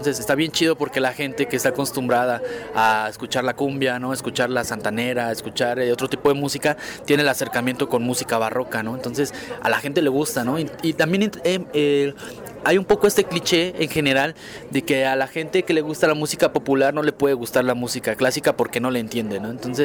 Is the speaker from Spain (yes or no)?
no; Mexico; yo crecí en el barrio, ¿no? Yo soy allá de la San Felipe de Jesús.